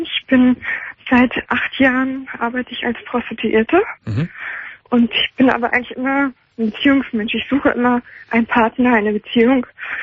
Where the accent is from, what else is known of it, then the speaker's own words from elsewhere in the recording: Northern Germany, Germany; Und jetzt bin ich aber wieder zurück in meine Heimat gezogen, nach Norddeutschland, und habe mir dort ein Haus gekauft.